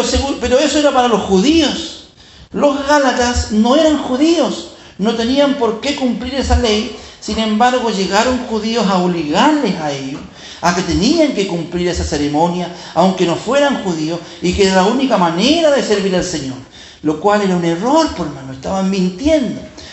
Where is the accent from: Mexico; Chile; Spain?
Chile; Si yo soy chileno, ¿qué tenemos que ver con los argentinos?